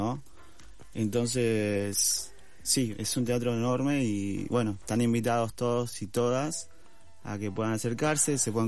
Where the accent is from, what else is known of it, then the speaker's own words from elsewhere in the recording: Bolivia; mi mamá es de Bolivia, yo también soy de Bolivia, pero mi mamá es de un pueblo que se llama Tarabuco.